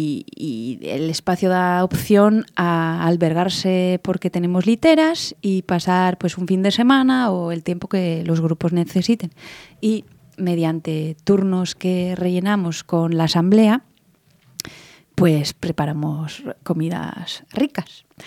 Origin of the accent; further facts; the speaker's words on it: Nouvelle-Aquitaine, France; Spanish is a second language; lo puedo hacer en francés porque yo vengo de del norte de Euskal Herria.